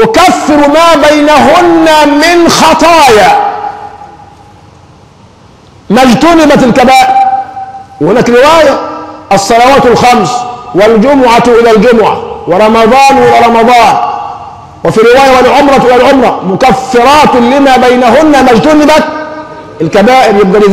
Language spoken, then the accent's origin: Arabic; Egypt; يعني عندنا أمران، عندنا كمصريين الفتوى يعني الإجابة فيهم سهلة جدا